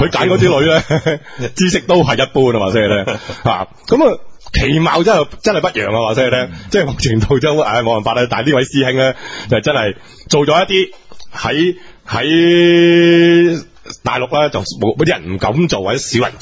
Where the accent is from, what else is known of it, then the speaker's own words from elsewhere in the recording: Foshan, Guangdong, China; 所以我佛山人，我唔好食啦。